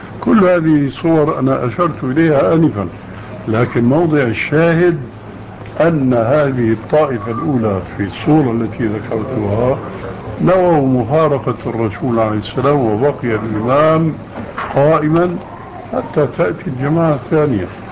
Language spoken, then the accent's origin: Arabic; Syria; وكما يقولون عندنا في الشام حطينا رجلينا مي بارد